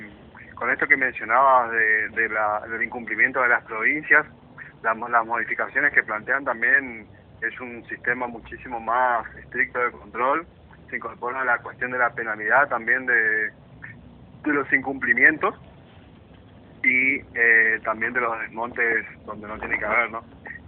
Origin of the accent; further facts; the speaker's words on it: Corrientes, Argentina; Yo soy de Corrientes.